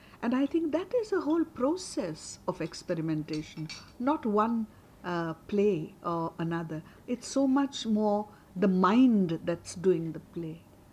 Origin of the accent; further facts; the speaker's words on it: Mumbai, Maharashtra, India; I come from Bombay. And now Bombay is a metropolis